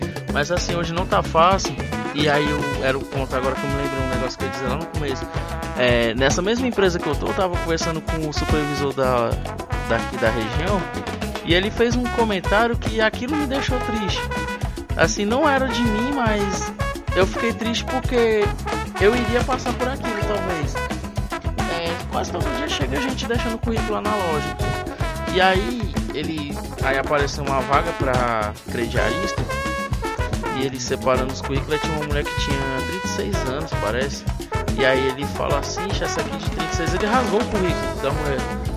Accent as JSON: {"language": "Portuguese", "town": "Itapajé", "region": "Ceará", "country": "Brazil", "said": "eu não sou de Sobral, né, eu sou de Itapajé. Aí você vem lá de uma família de agricultores e tal."}